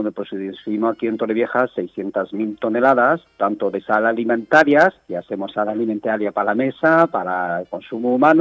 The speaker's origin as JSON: {"language": "Spanish", "country": "France", "second_language": "Spanish", "moved": "yes", "said": "Es que yo soy de Francia y tenemos nevada así."}